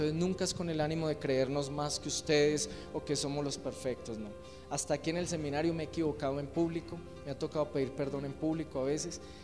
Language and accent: Spanish; Quindío, Colombia; also born or lived in Buga; Yo nací en Buga Valle, el departamento del Valle, pero fui criado acá en el Quindío.